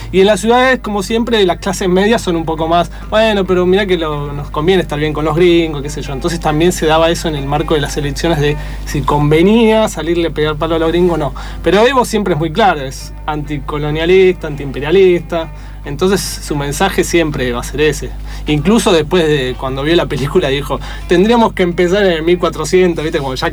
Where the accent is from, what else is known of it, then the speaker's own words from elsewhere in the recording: Argentina; Decía, soy argentina